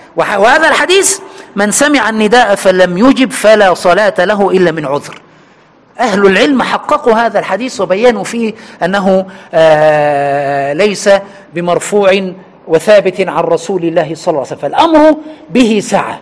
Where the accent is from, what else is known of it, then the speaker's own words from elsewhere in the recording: Egypt; أنا من عشرات السنين وأنا مصري وأعلم أهل مصر